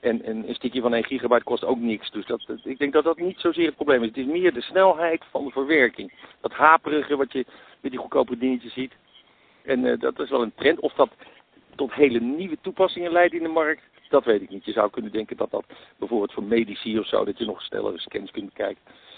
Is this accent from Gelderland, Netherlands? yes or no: no; Amsterdam, North Holland, Netherlands; Kijk, laat ik een voorbeeld geven. Ik kom uit Amsterdam